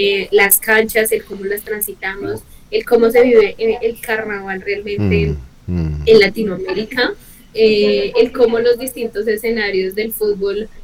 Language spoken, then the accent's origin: Spanish; Bogotá, Bogotá Capital District, Colombia; siendo bogotana, lo que eso implica, porque el tema del regionalismo es bastante marcado